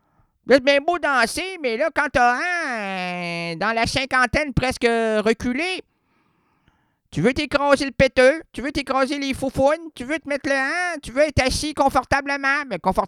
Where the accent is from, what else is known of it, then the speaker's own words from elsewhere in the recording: Quebec, Canada; quand ça vire, là, chez nous au Québec, là, ça vire pas à peu près.